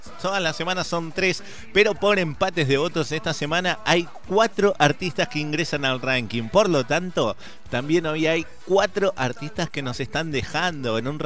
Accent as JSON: {"language": "Spanish", "region": "Córdoba", "country": "Argentina", "said": "Soy cordobés."}